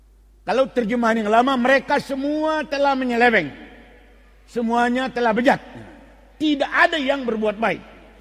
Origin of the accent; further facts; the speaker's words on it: North Sumatra, Indonesia; Kita orang Batak menyanyikan lagu kesayangan terhadap tanah Batak.